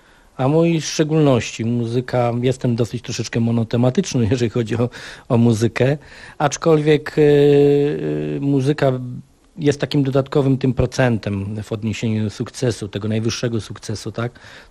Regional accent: Silesian Voivodeship, Poland; now in Gdańsk, Poland; Nie no, ja nigdy tutaj będąc w Gdańsku od 96 roku nie wstydziłem się swojego pochodzenia, że jestem Ślązakiem z krwi i kości, że we mnie płynie w 100% śląska krew.

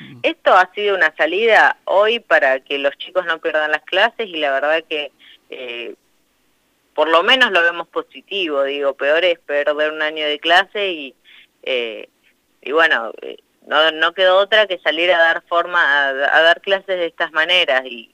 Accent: Intendente Alvear, La Pampa, Argentina; yo soy de Intendente Alvear y mi mamá es docente ahí

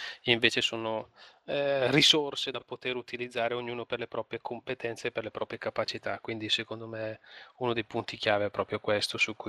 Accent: Brescia, Lombardy, Italy; now in Bergamo province, Italy; sono di Brescia e vivo nella provincia di Bergamo, ho 45 anni

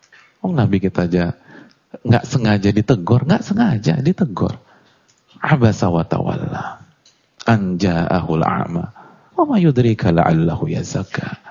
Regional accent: Jakarta, Indonesia; Tapi saya lahir di Jakarta dan saya hidup di sini.

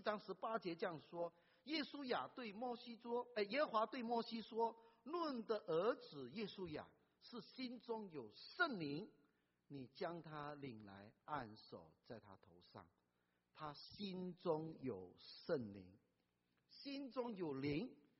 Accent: China; now in United States; 我知道我们中国人的父母很看重孩子的教育

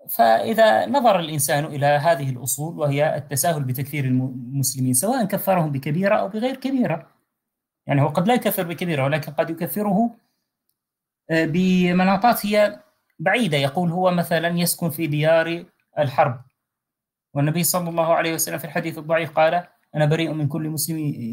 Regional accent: Syria; طبعا أنا أتكلم عن معرفة لما كان يقال يعني ويدور في بلدي في سوريا من أنواع من أنواع التكفيرات التي كفر بها الناس هناك

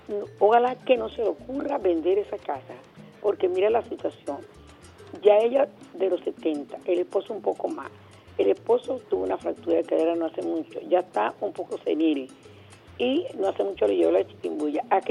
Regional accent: Venezuela; Allí es uno como venezolano

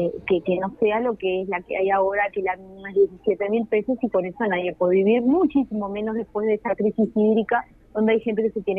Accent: Uruguay; todavía no sepamos como uruguayos y uruguayas entender de qué van las políticas públicas

